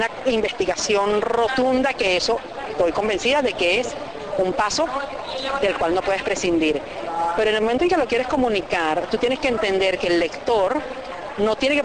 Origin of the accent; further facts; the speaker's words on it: Caracas, Capital District, Venezuela; Entonces yo me siento eso, la caraqueña 1 millón, ¿no?